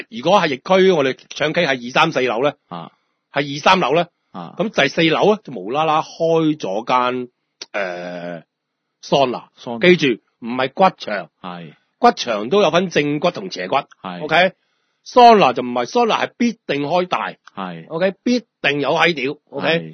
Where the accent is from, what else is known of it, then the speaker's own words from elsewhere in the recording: Hong Kong; 我哋香港人、香港澳門人外賓嚟噶嘛